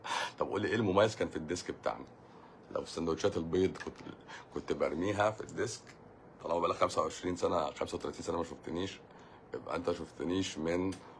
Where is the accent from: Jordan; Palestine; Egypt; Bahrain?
Egypt; واحنا كمصريين اصلا وطنيين اصلا